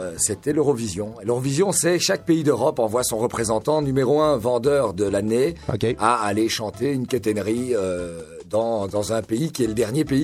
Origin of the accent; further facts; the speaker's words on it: Belgium; je préfère dire en 95 parce que je suis belge et j'aime bien le rappeler.